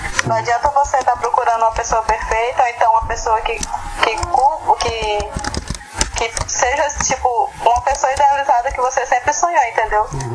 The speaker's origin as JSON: {"language": "Portuguese", "town": "Plácido de Castro", "region": "Acre", "country": "Brazil", "tie": "born or raised there", "lives_now": "Rio Branco, Brazil", "said": "eu sou de Plácido de Castro. Eu nasci lá, né? Uhum. Me criei lá também. Aí foi quando eu terminei o ensino médio, passei um ano parado aí. Foi quando eu decidi vir."}